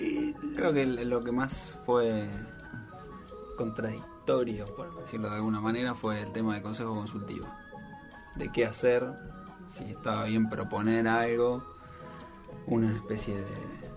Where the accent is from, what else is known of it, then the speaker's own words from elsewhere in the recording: San Martín, Buenos Aires Province, Argentina; Yo me crié en San Martín.